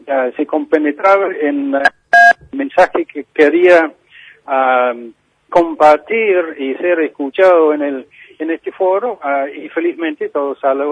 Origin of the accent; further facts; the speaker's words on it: Tierra del Fuego, Argentina; la visión de alguien que vive muy de cerca el tema de Malvinas, siendo fueguino malvinense